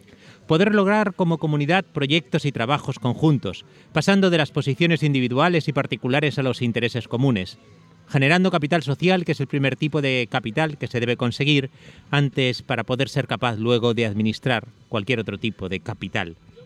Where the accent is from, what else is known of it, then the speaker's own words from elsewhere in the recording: Madrid, Community of Madrid, Spain; also born or lived in Cuenca / Guadalajara; now in Toledo, Spain; inmigrante interior, pero bueno, vengo de Madrid, Cuenca, Guadalajara, y llegar a Toledo pues es también una inmigración.